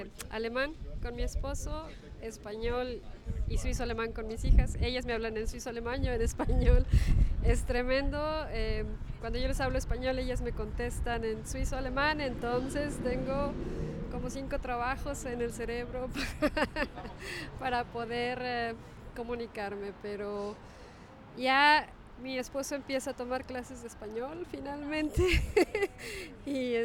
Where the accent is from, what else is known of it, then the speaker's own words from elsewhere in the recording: Mexico; now in Switzerland; soy mexicana y bueno, vivo aquí en Suiza ya desde hace 20 años. hablo suizo-alemán, bueno, suizo-alemán no es cierto, perdón, hablo alemán con mi esposo, español y suizo-alemán con mis hijas, ellas me hablan en suizo-alemán, yo en español